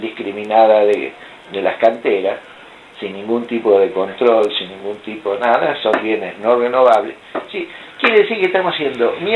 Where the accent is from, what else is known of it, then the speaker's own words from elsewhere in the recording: Verónica, Buenos Aires Province, Argentina; Cuando pasaba de Verónica, yo soy de Verónica.